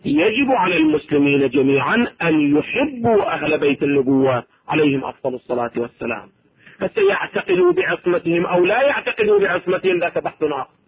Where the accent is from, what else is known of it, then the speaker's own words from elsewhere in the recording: Iraq; أو ما يسمى عندنا في العراق بشجرة النبض